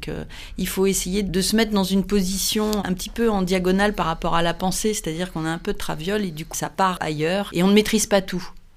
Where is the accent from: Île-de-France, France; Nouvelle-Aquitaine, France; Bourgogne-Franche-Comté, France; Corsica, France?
Île-de-France, France; Moret-sur-Loing; born there; also born or lived in Le Havre; parce que je suis née à Moret-sur-Loing. Donc, ouais. En fait, c'était aussi une terre de peinture